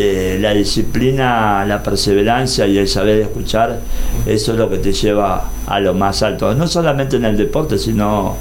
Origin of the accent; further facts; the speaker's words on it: Mar del Plata, Buenos Aires Province, Argentina; born there; se corre los 42 kilómetros de Mar del Plata, mi ciudad natal, y ahí me están esperando también.